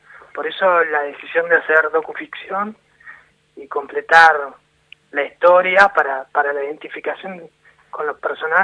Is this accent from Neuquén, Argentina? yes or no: yes; Neuquén, Argentina; born there; mi padre se fue al sur, yo nací en Neuquén por eso